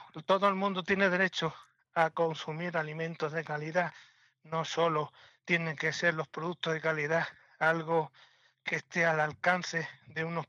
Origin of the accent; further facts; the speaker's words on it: Cortegana, Andalusia, Spain; Estoy en la Sierra de Huelva. Soy un ganadero de la Sierra de Huelva, de Cortegana.